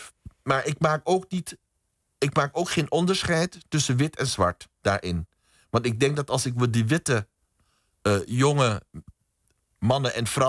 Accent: Curaçao; Ik ben bijvoorbeeld opgegroeid op Curaçao. Mijn vader kwam uit Suriname.

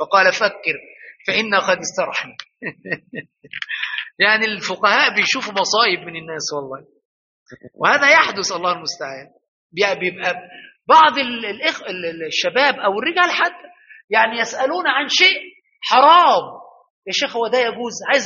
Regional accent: Egypt; ولكن الفزلكة عندنا في مصر اللي بيتكلم كلام مش فهم،

